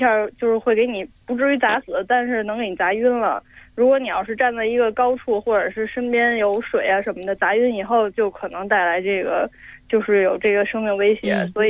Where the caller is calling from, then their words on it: Beijing, China; 我来自北京。